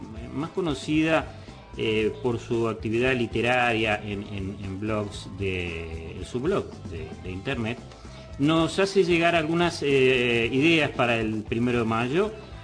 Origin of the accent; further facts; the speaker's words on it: Uruguay; me duele decirlo porque yo también soy uruguayo